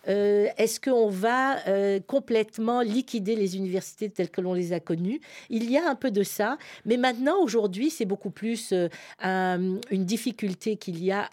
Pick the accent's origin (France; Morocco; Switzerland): Morocco; now in Canada; Je venais du Maroc.